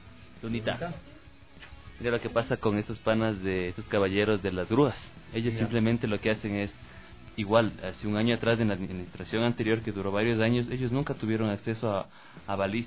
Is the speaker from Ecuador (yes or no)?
yes; Ecuador; Qué bello, cómo somos los ecuatorianos, Dios mío.